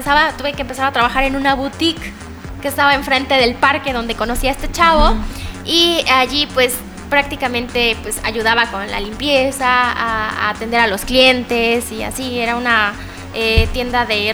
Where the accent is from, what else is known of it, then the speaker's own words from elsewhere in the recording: Tres Valles, Veracruz, Mexico; Soy originaria de Tres Valles, Veracruz